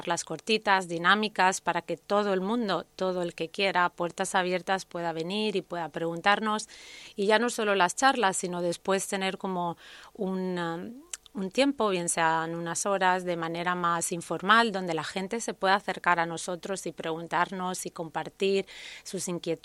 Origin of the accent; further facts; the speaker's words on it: Spain; nosotros como españoles estamos muy, muy bien valorados fuera cuando vamos al extranjero